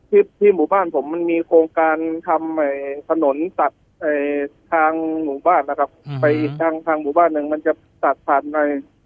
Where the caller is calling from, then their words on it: Saraburi, Thailand; จากสระบุรีครับ